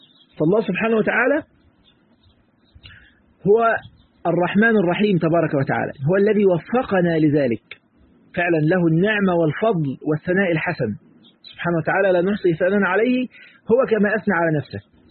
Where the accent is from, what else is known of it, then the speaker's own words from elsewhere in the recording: Egypt; في مثل كده عندنا في مصر يقول لك مش عارف ايه